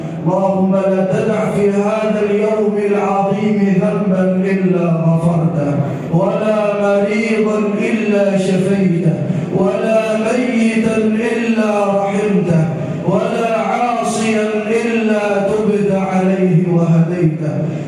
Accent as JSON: {"language": "Arabic", "country": "Egypt", "said": "واجعل بلدنا مصر راحة للأمن والأمان والسلم والسلام"}